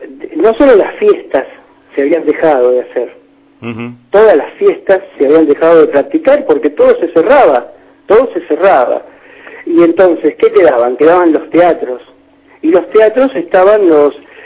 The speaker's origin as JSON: {"language": "Spanish", "region": "Buenos Aires", "country": "Argentina", "said": "En Buenos Aires, porque soy de Buenos Aires, y en la Argentina, porque soy argentino"}